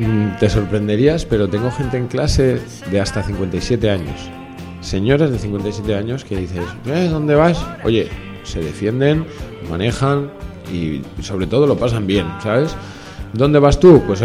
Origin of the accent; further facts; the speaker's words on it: Madrid, Community of Madrid, Spain; born there; Yo soy nacido en Madrid